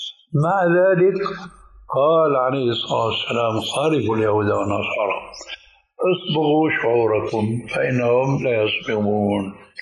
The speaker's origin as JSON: {"language": "Arabic", "country": "Syria", "said": "كانوا عندنا في الشام يسمونها بالبنطلون الإفرنجي"}